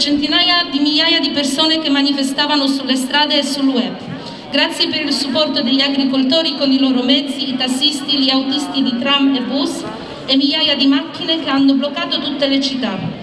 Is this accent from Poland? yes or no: yes; Poland; Non sono d'accordo, come donna, come polacca, come futura mamma, di essere costretta a portare una gravidanza a rischio solo per vedere la morte del bambino subito dopo il parto.